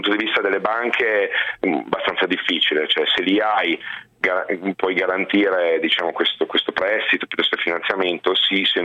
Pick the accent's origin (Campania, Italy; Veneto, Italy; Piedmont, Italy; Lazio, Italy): Piedmont, Italy; Biella; A Biella.